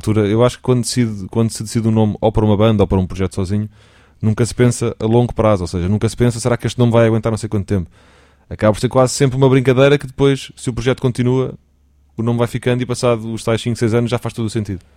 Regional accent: Portugal; somos portugueses, temos que cantar em português

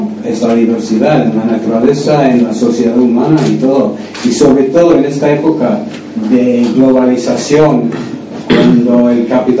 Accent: Scotland, United Kingdom; Spanish is a second language; moved away; aunque llevo muchos años viviendo fuera de Escocia, tengo el sentimiento de mi pueblo y de mi ciudad

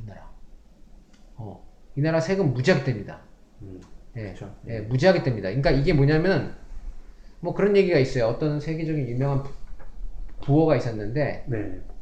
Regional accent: South Korea; now in Canada; 여기 살면서 우리나라가 이 정도밖에 평가를 못 받는구나. 근데 사실 대외적인 이미지도 있지만, 여기서, 이 캐나다에서 있는 한국, 한인들이 만들어 놓은 하나의

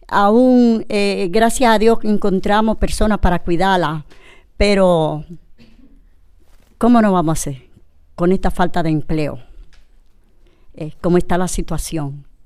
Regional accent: Dominican Republic; moved away as an adult; now in Spain; soy de República Dominicana y tengo la nacionalidad de aquí. Pero tengo 6 años de haber llegado de mi país, he venido aquí a trabajar.

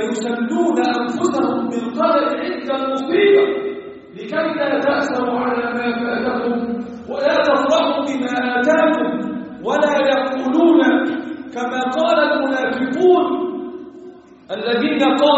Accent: Egypt; اللهم احفظ بلدنا مصر وسائر بلاد المسلمين

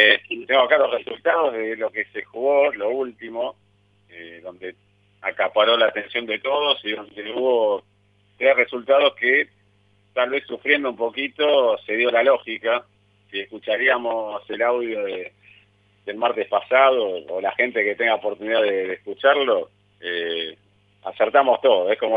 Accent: Argentina; born there; donde tengo a mi viejo que era rumano, justamente, pero bueno, obviamente nacimos acá, uno hincha por Argentina siempre

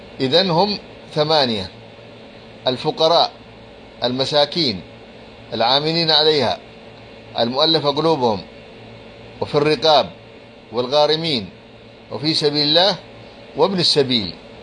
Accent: Libya; لأن عندنا في ليبيا من الصعب أن تجد أحد جائع

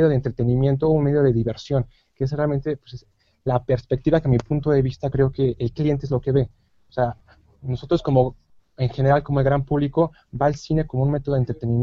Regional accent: Mexico; que es una cultura que tenemos muy marcada nosotros como mexicanos

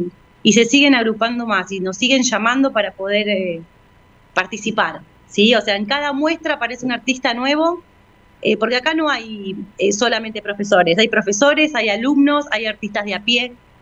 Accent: Argentina; lo que nos pasó como argentinos y argentinas

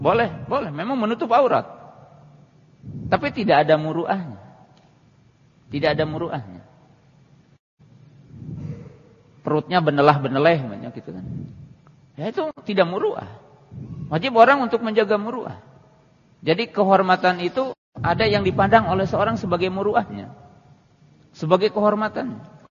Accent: Java, Indonesia; Ya, kalau kita orang Jawa kan tata krama

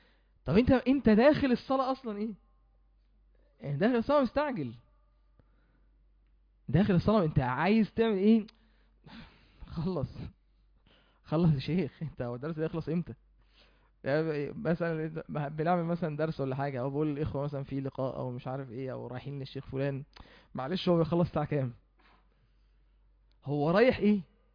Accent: Mansoura, Dakahlia, Egypt; يعني عندنا في المنصورة موجود في وقت بين المغرب والعشاء

